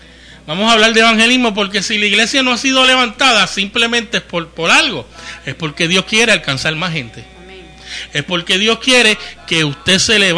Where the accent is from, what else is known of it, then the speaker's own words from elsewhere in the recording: Santurce, Puerto Rico; allá del área de donde yo soy, Villa Palmera, Playita, Santurce, en diferentes lugares del sector